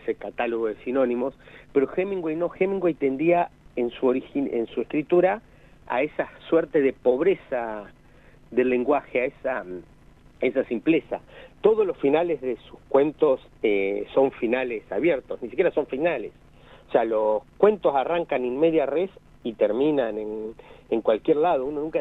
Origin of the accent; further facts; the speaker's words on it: Argentina; hay un aspecto bastante oscuro para nuestra historia como argentinos